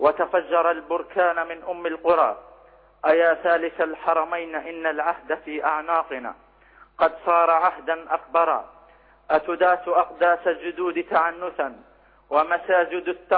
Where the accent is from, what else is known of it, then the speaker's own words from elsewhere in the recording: Palestine; now in Libya; طبعا أنا فلسطيني مقيم في ليبيا